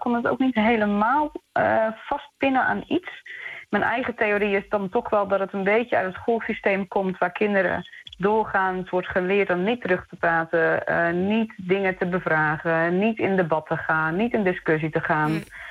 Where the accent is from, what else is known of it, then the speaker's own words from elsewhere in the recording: Netherlands; now in Australia; Ja, als Nederlander moet ik daar toch altijd zelf een beetje aan wennen.